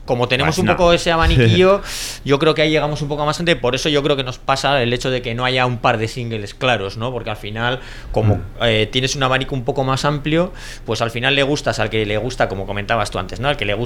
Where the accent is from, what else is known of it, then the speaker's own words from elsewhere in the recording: Bilbao, Basque Country, Spain; de los 5 o 2 éramos de Bilbao y ensayábamos en Irala.